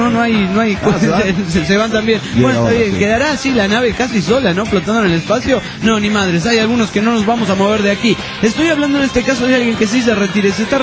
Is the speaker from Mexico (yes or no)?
no; La Madrid, Buenos Aires Province, Argentina; yo era de Madrid, pero en realidad no soy de Madrid, capital de España, sino que soy de La Madrid.